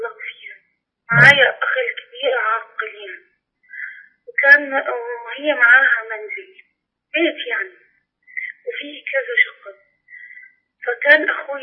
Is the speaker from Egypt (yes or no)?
yes; Upper Egypt, Egypt; حضرتك يا شيخ احنا من الصعيد، حضرتك عارف ان في الصعيد مش بيورث البنات